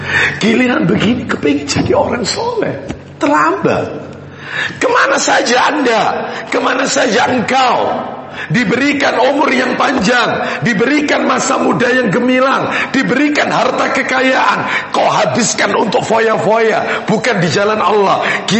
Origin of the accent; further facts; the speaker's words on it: Surabaya, East Java, Indonesia; also born or lived in Sepanjang; Saya asli Nyamplungan, Surabaya, Ampel iya. Tapi lama di Sepanjang. Jadi masih kecampur-kecampur ini ya.